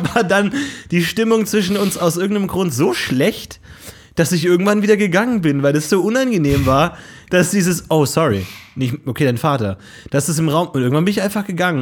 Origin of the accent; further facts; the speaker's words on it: Bavaria, Germany; Ich komme aus Bayern, da hieß es Fasching.